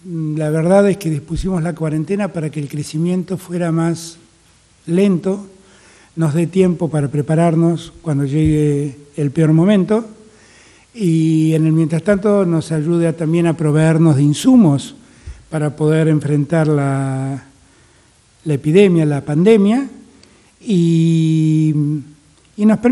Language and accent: Spanish; Argentina; tenemos que estar muy contentos como argentinos